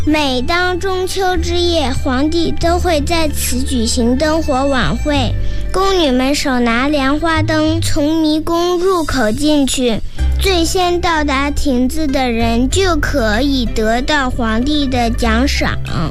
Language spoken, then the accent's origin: Chinese; Beijing, China; 来自北京市海淀区双榆树中心小学。2011年谷雨那天，我在北京出生，北京就是我的家乡。